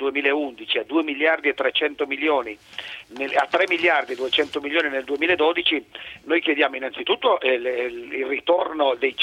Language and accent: Italian; Turin, Piedmont, Italy; ma sono di Torino